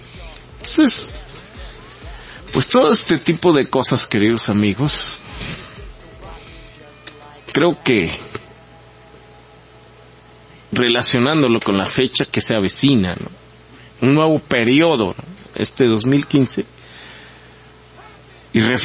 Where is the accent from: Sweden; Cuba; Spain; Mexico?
Mexico; tenemos que, como mexicanos, no dejarnos llevar tampoco por la desconfianza